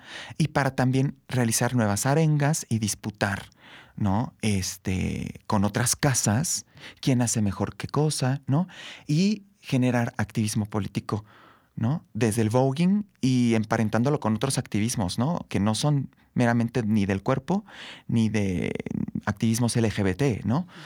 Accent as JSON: {"language": "Spanish", "region": "Querétaro", "country": "Mexico", "said": "tú sabes, yo soy de Querétaro, y empiezo a ir a las prácticas en Querétaro."}